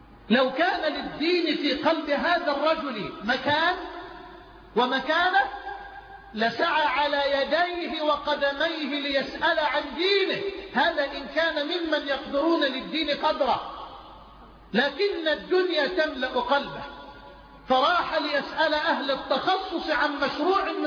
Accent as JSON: {"language": "Arabic", "country": "Egypt", "said": "الى مصر، الى بلدنا مصر"}